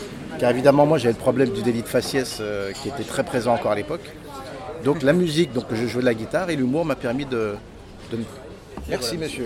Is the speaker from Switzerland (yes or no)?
no; Paris, Île-de-France, France; born there; Je suis né à Paris, mais les gens ne le savent pas.